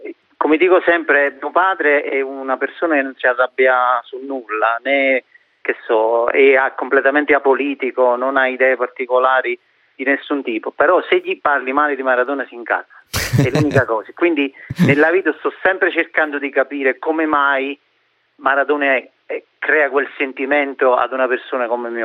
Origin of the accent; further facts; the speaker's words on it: Naples, Campania, Italy; sono napoletano e cresciuto nel mito